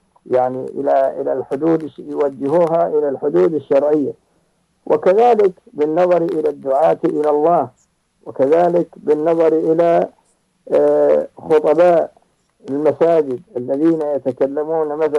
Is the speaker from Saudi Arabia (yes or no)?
yes; Saudi Arabia; كما هو موجود عندنا في المملكة العربية السعودية